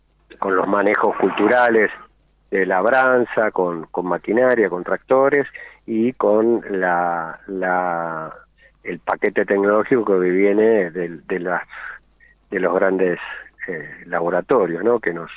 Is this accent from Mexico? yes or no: no; Rivadavia, Mendoza, Argentina; Yo soy de Rivadavia, arriba, casi con el borde de Junín y de Luján, cerca del Carrizal.